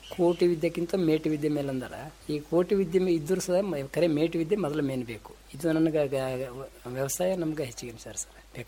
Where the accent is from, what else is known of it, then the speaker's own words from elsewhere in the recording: Hirebevanur, Karnataka, India; ನಿಂಬೆ ಬೆಳೆಗಾರ ನಮ್ಮ ಊರು, ನಮ್ಮ ಹಿರೇಬೇವನೂರು ಗ್ರಾಮದೊಳಗೆ ಒಂದು 100 ಮಂದಿ ಮೆಂಬರ್ಸ್ ಅದಾರ ನಿಂಬೆ ಬೆಳೆಗಾರರು.